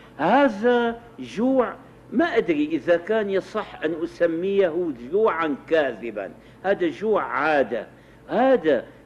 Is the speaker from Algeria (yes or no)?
no; Damascus, Syria; جربها ناس كثيرون عندنا في الشام